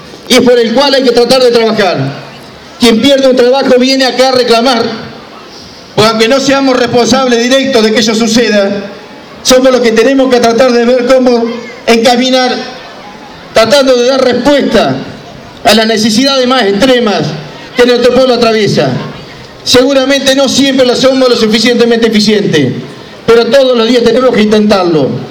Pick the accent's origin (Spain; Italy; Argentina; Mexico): Argentina; Y nosotros como los argentinos lo necesitamos más que nunca